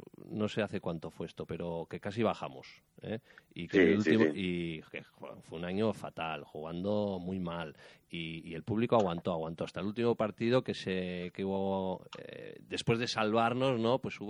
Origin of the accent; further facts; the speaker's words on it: Basque Country, Spain; Aquí, pues como vasco, aparte de lo oficial, Vizcaya, Guipúzcoa, uh-huh. Álava